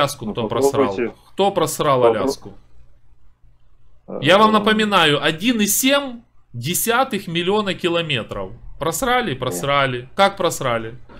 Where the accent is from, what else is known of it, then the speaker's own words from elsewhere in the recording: Poltava, Poltava Oblast, Ukraine; Город Полтава. Украина, если вы не в курсе.